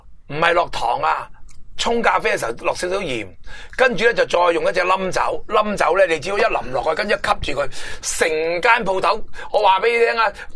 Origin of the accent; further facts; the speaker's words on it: Hong Kong; 即系我哋香港人成日话我食餐蛋面